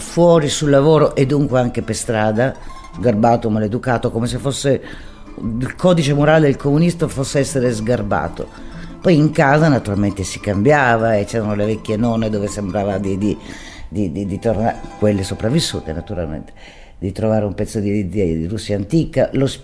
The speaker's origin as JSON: {"language": "Italian", "town": "Brindisi", "region": "Apulia", "country": "Italy", "tie": "born there", "said": "Io che sono nata a Brindisi ho detto santa pace, più della metà dei brindisini"}